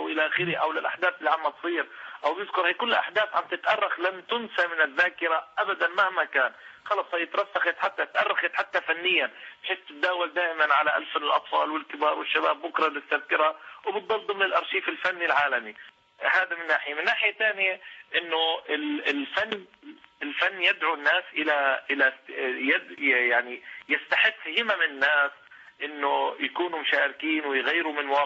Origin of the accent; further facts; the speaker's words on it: Syria; لانه فاقدين الامل في التغيير في بلدنا سوريا تحديدا بالدرجة الأولى قبل أي دولة أخرى